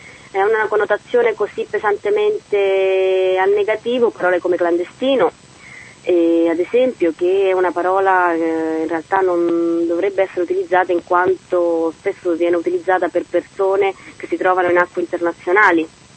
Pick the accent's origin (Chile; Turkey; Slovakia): Chile; Italian is a second language; nel mio caso, che sono cilena, non posso per legge fare il direttore responsabile